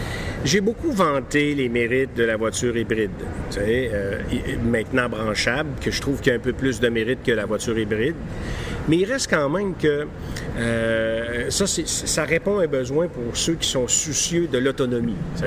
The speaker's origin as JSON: {"language": "French", "town": "Quebec City", "region": "Quebec", "country": "Canada", "tie": "born or raised there", "said": "je retourne dans mon patelin à Québec, ma merveilleuse ville"}